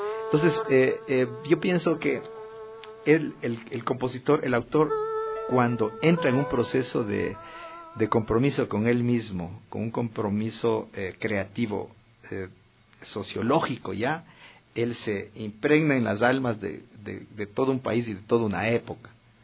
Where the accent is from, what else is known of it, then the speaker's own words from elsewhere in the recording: Quito, Pichincha, Ecuador; me cautivaron el alma, como sujeto quiteño, como sujeto ecuatoriano.